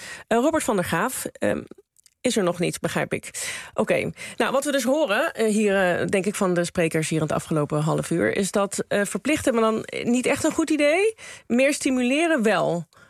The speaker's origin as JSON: {"language": "Dutch", "country": "Netherlands", "said": "Ik had begrepen dat het ook wel iets beter gaat dan een aantal jaar geleden met ons, hè? Als Nederlanders."}